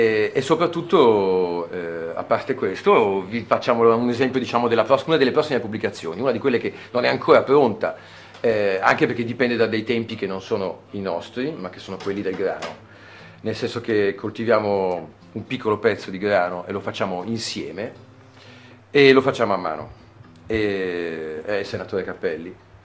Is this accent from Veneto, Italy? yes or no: no; Milan, Lombardy, Italy; moved away as an adult; io sono nato a Milano, come poi si può sentire dall'accento, ci ho vissuto fino a 23 anni.